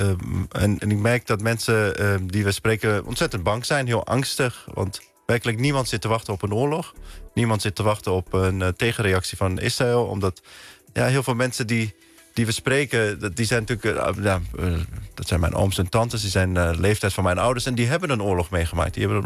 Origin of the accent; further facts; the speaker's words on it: Tehran, Tehran Province, Iran; moved away; also born or lived in Khorramabad; En ik ben daar geboren, maar ik zeg wel altijd bij, ik was een jaar of twee toen we naar Teheran verhuisden. Dus ik ben in Teheran opgegroeid. En toen we 8 waren, kwamen we naar Nederland.